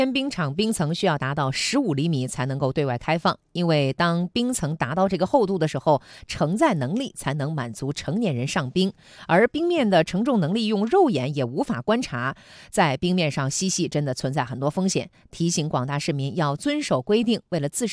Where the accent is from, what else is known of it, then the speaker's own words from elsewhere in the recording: Dashiqiao, Liaoning, China; 是的，大石桥的嘛